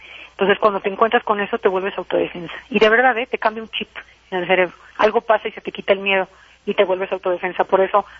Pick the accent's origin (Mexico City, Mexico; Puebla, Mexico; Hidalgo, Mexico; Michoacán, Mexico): Michoacán, Mexico; Yo soy michoacana.